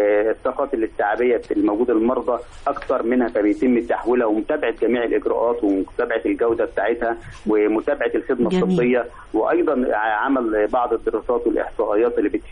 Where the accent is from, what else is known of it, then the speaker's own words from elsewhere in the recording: Egypt; احنا بنقول ان اي طفل عندنا في مصر مؤمن عليه